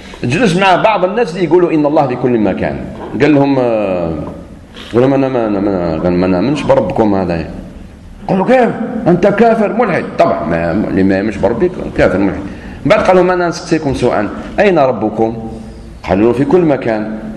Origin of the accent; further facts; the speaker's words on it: Algeria; شوف احنا عندنا في الجزائر وحدوا الراية